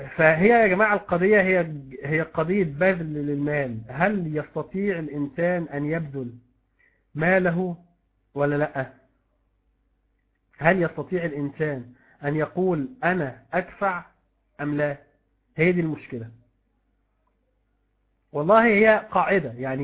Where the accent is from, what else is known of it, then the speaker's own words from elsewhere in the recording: Egypt; عندنا في مصر هنا